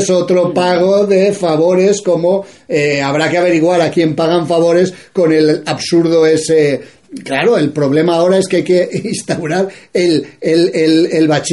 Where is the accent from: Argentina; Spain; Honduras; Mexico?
Spain; yo no soy flamenco, soy español, a mucha honra